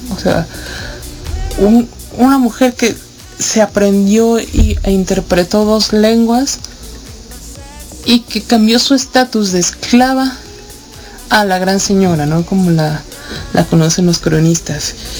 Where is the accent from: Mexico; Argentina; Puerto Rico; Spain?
Mexico; Digo, nosotros como mexicanos seguimos utilizando el término malinchista de una manera despectiva.